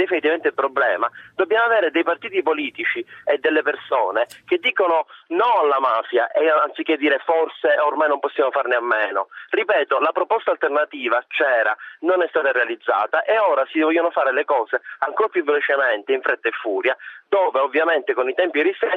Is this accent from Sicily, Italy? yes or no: yes; Palermo, Sicily, Italy; Io che sono di Palermo e sono siciliano, è da 20 anni che sento dire queste cose